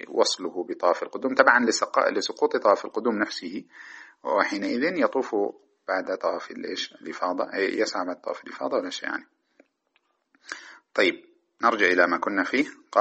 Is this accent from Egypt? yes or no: no; Sudan; ماذا تسمى عندنا في السودان تعرفونها